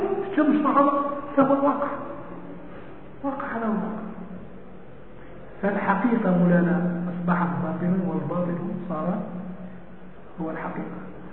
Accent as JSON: {"language": "Arabic", "country": "Algeria", "said": "هذا عندنا في الجزائر زاوية كبيرة"}